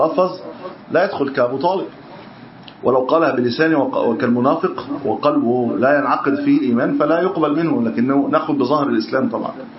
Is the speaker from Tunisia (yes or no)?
no; Egypt; طبعا هي مش متحققه عندنا في مصر، لكن في البلد في اكثر من نقد